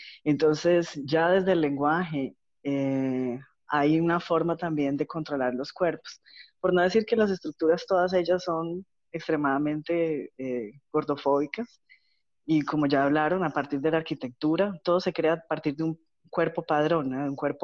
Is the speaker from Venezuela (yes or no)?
no; Colombia; now in Florianópolis, Brazil; yo soy de Colombia, pero vivo en Brasil, ya hace unos 8 años, aquí en Florianópolis.